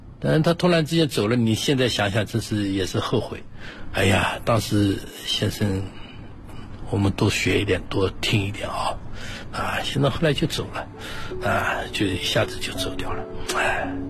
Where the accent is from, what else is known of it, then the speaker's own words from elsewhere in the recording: Shanghai, China; 我们上海人叫乌醋的